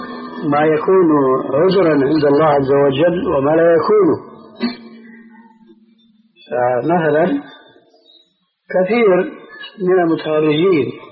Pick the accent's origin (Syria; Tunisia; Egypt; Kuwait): Syria; كما يقولون عندنا في سوريا